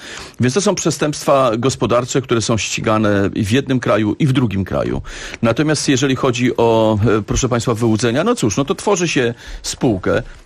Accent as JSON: {"language": "Polish", "town": "Warsaw", "region": "Masovian Voivodeship", "country": "Poland", "said": "ja jestem warszawiakiem na co dzień"}